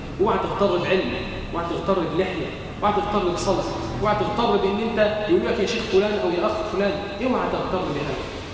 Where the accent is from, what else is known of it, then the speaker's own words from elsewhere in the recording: Egypt; اللهم اجعل بلدنا مصر امنا امانا، سخاء رخاء